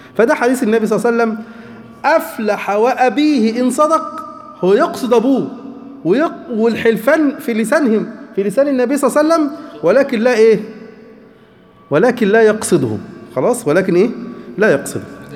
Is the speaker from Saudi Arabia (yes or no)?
no; Egypt; هو على فكرة حيوان مش موجود عندنا في مصر